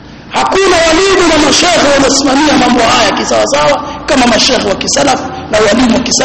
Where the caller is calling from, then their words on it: Kigoma, Tanzania; mimi napiga simu natoka Kigoma